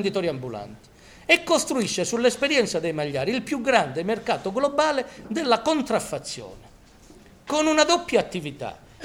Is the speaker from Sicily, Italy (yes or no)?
no; Calabria, Italy; sono calabrese pure